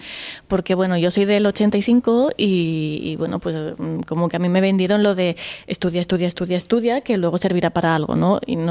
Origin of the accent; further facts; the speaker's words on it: Aragon, Spain; born there; que soy yo, mañica de nacimiento, andaluza de corazón.